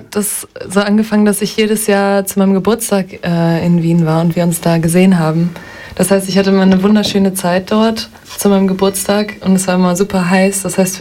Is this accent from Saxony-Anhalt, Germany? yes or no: no; Duisburg, North Rhine-Westphalia, Germany; now in Kiel, Germany; Ja, ich würde sagen, ich komme aus Kiel, aber es stimmt nicht ganz. Ich bin in Duisburg aufgewachsen, aber Kiel ist meine Wahlheimat.